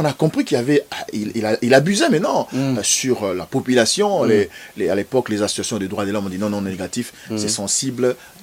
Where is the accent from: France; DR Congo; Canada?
DR Congo; vérifiable ici chez nous, au Congo aujourd'hui, Congo Zaïre étant indépendant du Congo